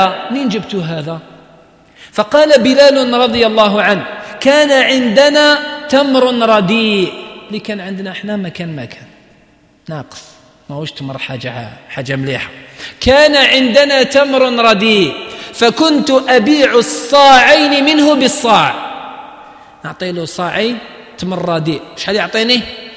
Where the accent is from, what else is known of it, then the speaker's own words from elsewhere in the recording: Algeria; موجودة في بعض المناطق عندنا في الجزائر مازالوا يقولوها